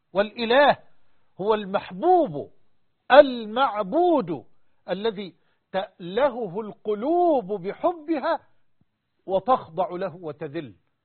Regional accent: Egypt; وأسأل الله سبحانه أن يجعل بلدنا مصر وسائر بلاد المسلمين أمنا أمانا سخاء رخاء

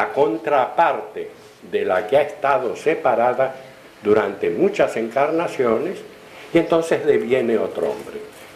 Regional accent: Argentina; una bota de vino de esas que yo veía en mi niñez en Argentina

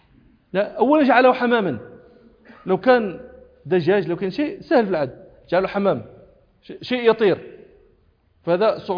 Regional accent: Morocco; كنت في الصحراء الشرقية عندنا في المغرب التي في حدود الجزائر

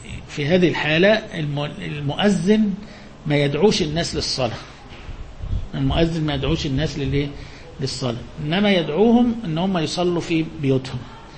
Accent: Egypt; طبعا ده مش موجود برضو عندنا في مصر، يعني البرد الشديد اللي يمنع الناس مش موجود

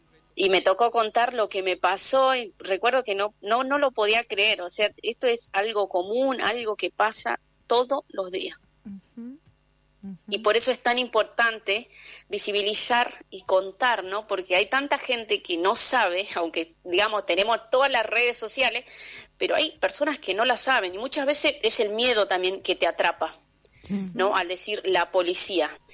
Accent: Jujuy, Argentina; moved away; que también vinieron de la provincia de Jujuy, justamente cerca de mi pueblo

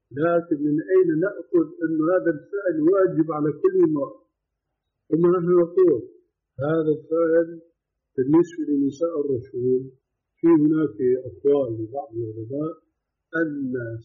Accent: Syria; كما يقولون عندنا بالشام

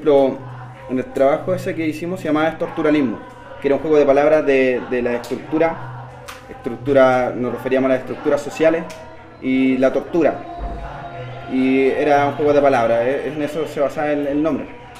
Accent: Buin, Santiago Metropolitan Region, Chile; also born or lived in Temuco; now in Cerro Navia, Chile; En Buin, porque yo soy de Buin. Ahora vivo en Cerro Navia, pero yo soy de Buin. Y bueno, viví en altas partes, en Santiago, en Temuco.

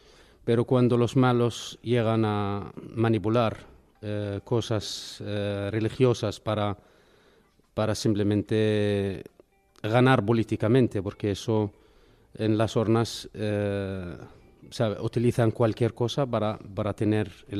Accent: Bethlehem, West Bank, Palestine; Y claro, mi pueblo, Belén, que es un pueblo hermoso y que ojalá pudiéramos regresar ahí y estar en paz y vivir en paz.

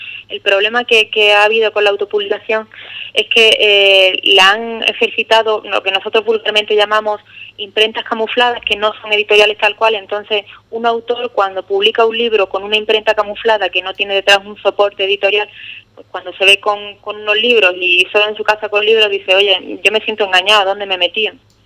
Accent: Ubrique, Andalusia, Spain; moved away as an adult; yo llevo ya por motivos profesionales fuera de Ubrique bastantes años y siempre que vengo a mi tierra es un regalo, la verdad.

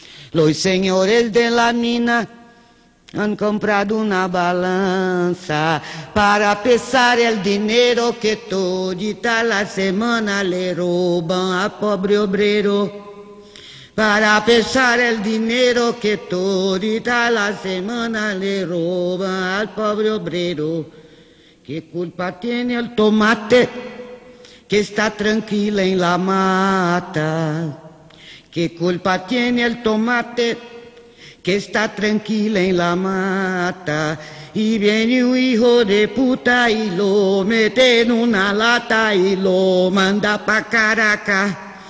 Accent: Niterói, Rio de Janeiro, Brazil; Ah, eu cheguei no Teatro de Arena com 20 anos. Vim lá nadando lá. Vim de Niterói, né? Atravessei a Baía de Guanabara.

